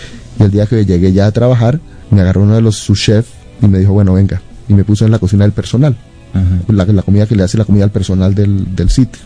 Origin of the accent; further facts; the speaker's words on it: Bogotá, Colombia; now in Israel; Yo tengo muy buenos recuerdos de mi infancia, de mi adolescencia en Bogotá.